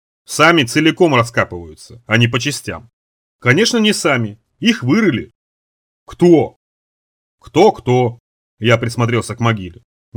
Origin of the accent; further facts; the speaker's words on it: Rybinsk, Yaroslavl Oblast, Russia; born there; Вот у нас, ну, там, где я родился, в Рыбинске почти, там совсем по-другому все, не так.